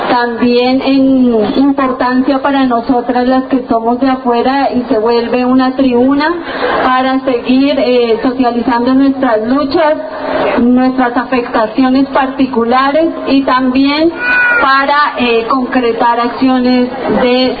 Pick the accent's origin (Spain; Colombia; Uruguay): Colombia; now in Argentina; ya somos bastantes los colombianos y las colombianas que estamos aquí en la Argentina